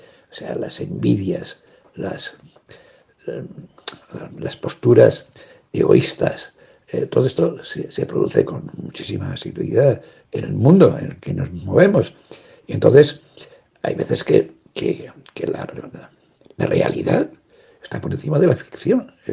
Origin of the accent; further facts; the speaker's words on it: Navajas, Valencian Community, Spain; se ha puesto en contacto conmigo la chica que lleva la biblioteca de mi pueblo, de Navajas, diciéndome, por favor, que organicemos una fecha para presentar mi libro en Navajas